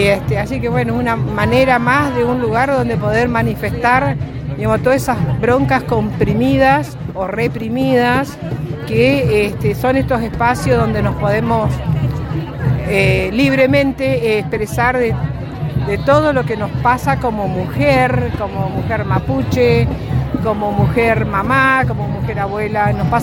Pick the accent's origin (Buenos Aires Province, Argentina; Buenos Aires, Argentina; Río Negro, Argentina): Río Negro, Argentina; Foyel; Soy parte de la comunidad mapuche de las Huaytecas, ahí de la zona de Foyel, y además soy huerquén del Parlamento Mapuche de Río Negro.